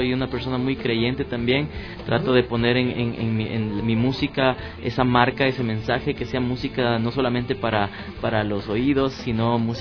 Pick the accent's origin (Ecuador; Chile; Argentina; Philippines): Ecuador; lo que queríamos era algo que tenga que identificarnos como ecuatorianos, ¿no?